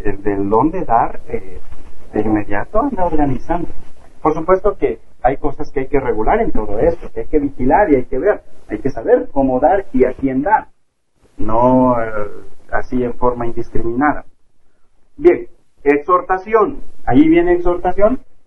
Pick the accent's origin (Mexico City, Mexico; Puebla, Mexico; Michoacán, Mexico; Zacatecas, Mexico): Puebla, Mexico; Alceseca; incluyendo Alceseca, de donde soy originario